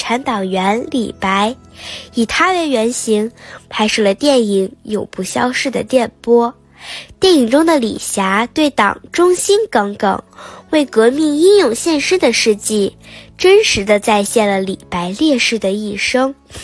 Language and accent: Chinese; Beijing, China